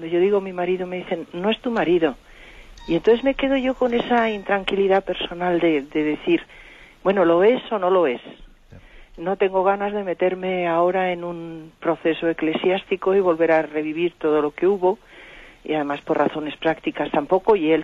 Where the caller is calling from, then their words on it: Madrid, Community of Madrid, Spain; de Madrid.